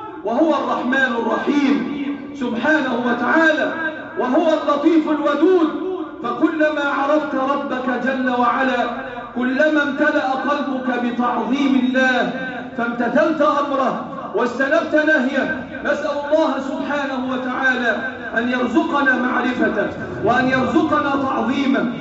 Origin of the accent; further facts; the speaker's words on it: Egypt; احفظ بلادنا مصر وسائر بلاد المسلمين،